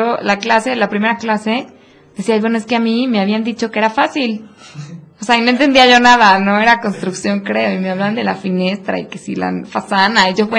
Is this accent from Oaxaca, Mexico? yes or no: no; Puebla, Mexico; porque pues yo también soy de Puebla y vivo acá con mis papás, ¿no?